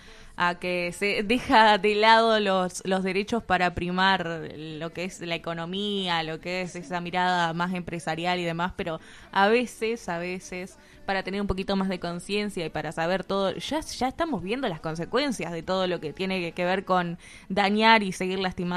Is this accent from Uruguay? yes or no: yes; Uruguay; tenemos que hacerla valer como pueblo, como uruguayos, como uruguayas